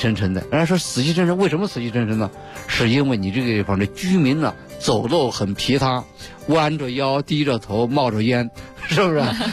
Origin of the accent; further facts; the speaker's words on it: Beijing, China; 尤其是我们北京人啊